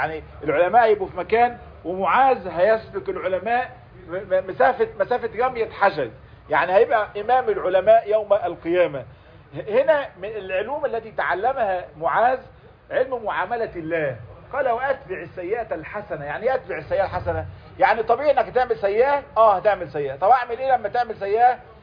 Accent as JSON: {"language": "Arabic", "country": "Egypt", "said": "احنا للأسف عندنا في مصر موضوع التسبيح بحمد الناس ده فيه زيادة شوي"}